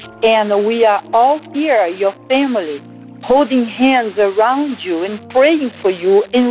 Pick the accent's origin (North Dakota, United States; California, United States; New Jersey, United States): California, United States; San Diego; I am from San Diego.